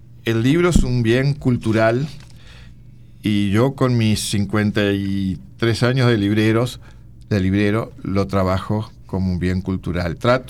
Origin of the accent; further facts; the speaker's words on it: Uruguay; Onetti es un hombre que uno como uruguayo lo conoció con ese vozarrón